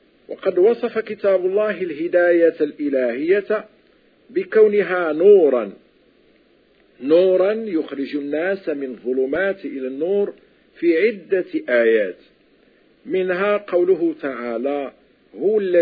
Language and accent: Arabic; Morocco; وتعرف عندنا في المغرب بالطاقة